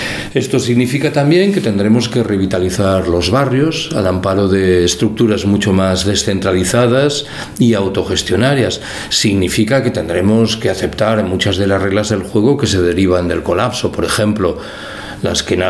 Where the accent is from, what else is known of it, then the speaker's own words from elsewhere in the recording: Galicia, Spain; Yo soy gallego y creo que esto sucede espontáneamente en las ciudades gallegas.